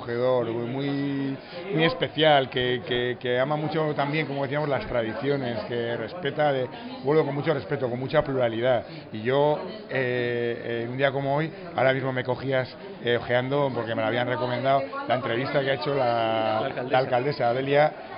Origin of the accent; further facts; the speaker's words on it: Navarre, Spain; lo leales que somos las navarras y los navarros a las tradiciones